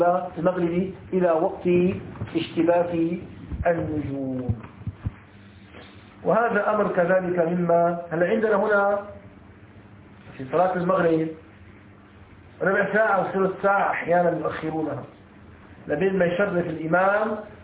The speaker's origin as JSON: {"language": "Arabic", "country": "Egypt", "said": "هلا عندنا في مصر تغرب الساعة 6"}